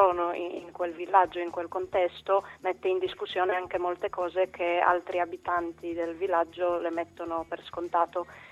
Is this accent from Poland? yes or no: yes; Poland; now in Bologna, Italy; No, io sono polacca, però appunto da un po' di tempo vivo a Bologna